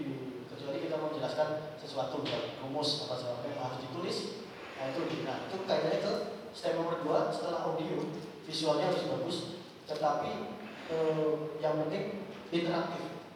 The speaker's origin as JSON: {"language": "Indonesian", "region": "Aceh", "country": "Indonesia", "said": "saya orang Aceh, mie Aceh tetap enak"}